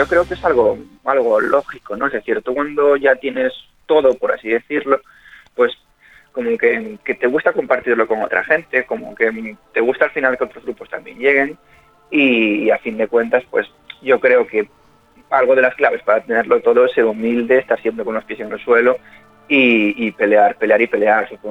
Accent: Galicia, Spain; son de un pueblo muy cerca de mi pueblo. Y bueno, lo que te comentaba en cuanto a la calidad de Galicia, pues si te soy sincero, supongo que estamos tan lejos que no podremos hacer más que unirnos entre nosotros

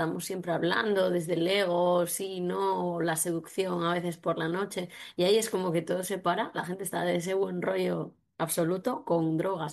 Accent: Asturias, Spain; yo soy asturiana y la verdad que el mundo rural en Asturias, por ejemplo, se está reinventando muchísimo

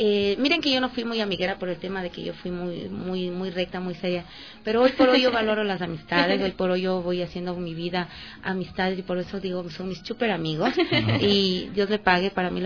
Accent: Ecuador; que nos ayuden como ecuatorianos, como buenos ecuatorianos que somos

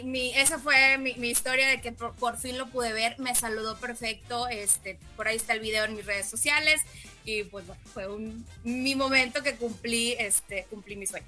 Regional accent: Mexico; vengo de México a verte, soy tu fan número uno

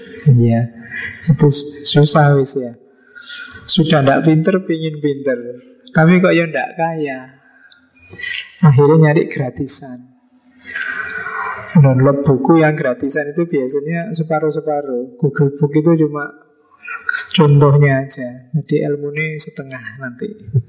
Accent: Yogyakarta, Special Region of Yogyakarta, Indonesia; Saya orang Jogja, Jawa Tengah, kalau bilang su gitu kan, seolah-olah akrab sekali.

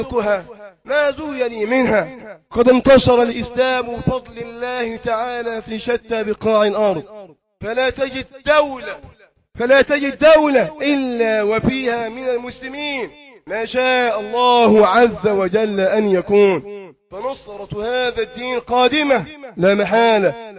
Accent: Egypt; في مرحلة متقدمة في بلدنا مصر وفي بعض البلاد العربية

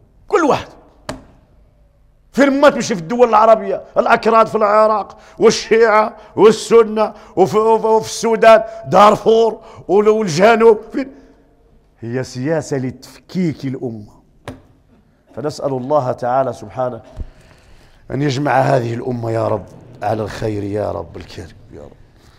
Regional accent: Morocco; جمعية حقوق الإنسان اللي احنا عندنا في المغرب

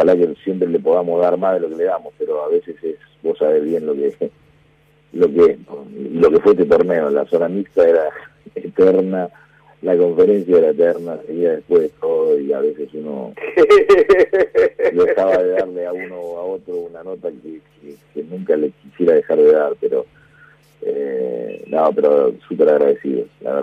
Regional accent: Argentina; estábamos en Brasil, somos argentinos y hablábamos en inglés

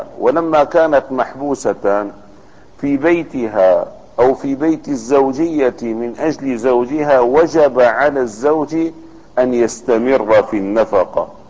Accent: Damascus, Damascus Governorate, Syria; كانت كل البلد عندنا في دمشق تخرج إلى الحمامات العامة.

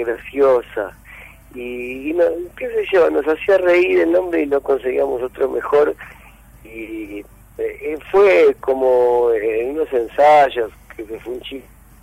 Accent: Mar del Plata, Buenos Aires Province, Argentina; now in Buenos Aires, Argentina; así que nos vinimos de Mar del Plata para acá

